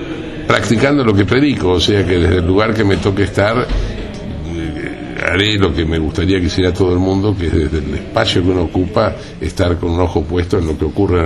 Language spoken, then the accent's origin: Spanish; Argentina; lo vivimos y lo sentimos como argentinos